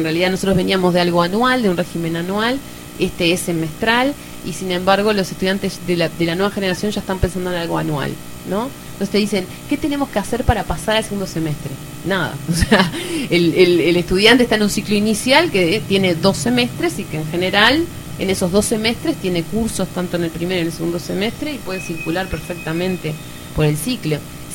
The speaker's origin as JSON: {"language": "Spanish", "country": "Uruguay", "said": "yo siempre digo que somos bien el uruguayo, siempre le buscamos la vueltita a todo."}